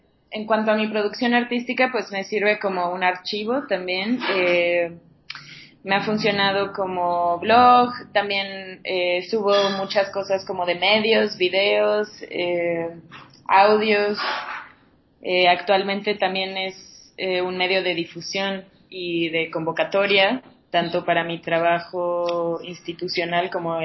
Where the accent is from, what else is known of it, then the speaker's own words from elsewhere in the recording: Mexico City, Mexico; Bueno, yo soy aquí de México, Distrito Federal.